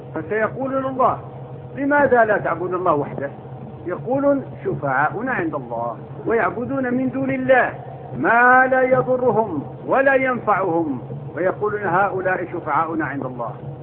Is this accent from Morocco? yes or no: yes; Morocco; born there; moved away as an adult; تعرفون أنا ولدت في المغرب لكن طول عمري أنا في الشرق، ذهبت وأنا ابن 18 سنة